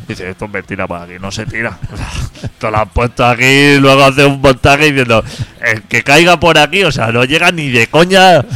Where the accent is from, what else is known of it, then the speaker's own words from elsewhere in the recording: Barcelona, Catalonia, Spain; Yo que soy de Carmelo, sí.